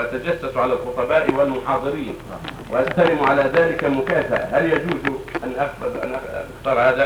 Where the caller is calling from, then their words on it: Yemen; يوجد عندنا في اليمن أناس يقال لهم السادة